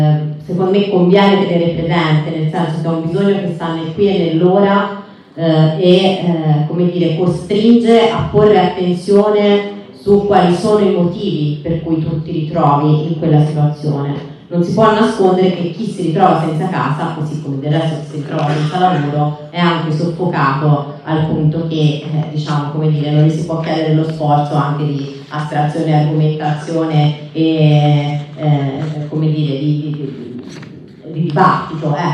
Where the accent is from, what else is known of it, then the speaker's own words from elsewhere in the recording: Pisa, Tuscany, Italy; Io vengo da Pisa, nella mia città stanno spendendo 520 milioni di euro per una nuova base militare in un parco naturale.